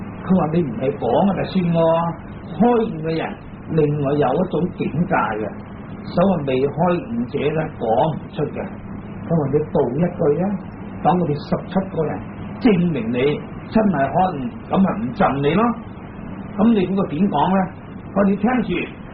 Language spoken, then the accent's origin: Cantonese; China; 咁啊，原则上我哋中国人咧出世啊，年轻啊